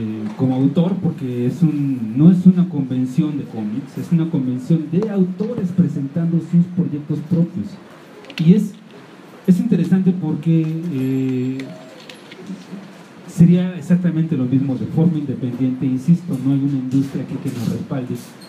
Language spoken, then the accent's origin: Spanish; Mexico; no voy a poner a personajes extranjeros siendo yo mexicano